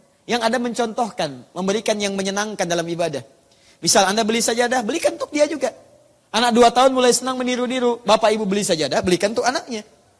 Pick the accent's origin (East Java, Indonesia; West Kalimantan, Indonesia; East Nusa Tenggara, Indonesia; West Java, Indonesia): East Java, Indonesia; Surabaya; born there; now in Jakarta, Indonesia